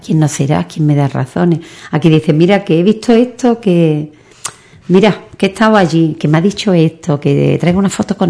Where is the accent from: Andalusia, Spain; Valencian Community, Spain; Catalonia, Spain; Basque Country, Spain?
Andalusia, Spain; Ubrique; Esto es de no sé quién, esto es nuestro, de Ubrique.